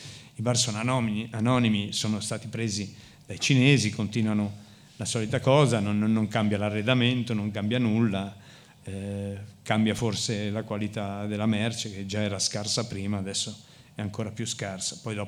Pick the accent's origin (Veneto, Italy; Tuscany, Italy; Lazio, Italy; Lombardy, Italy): Lombardy, Italy; Milan; Sono nato a Baggio, quindi ho fatto un bel percorso nella mia vita, ho girato più o meno tutte le periferie di Milano, Grattosoglio, Lambrate, sono stato anche qua in Torricelli per alcuni tempi. Alla fine Giambellino, alla fine sono tornato a Baggio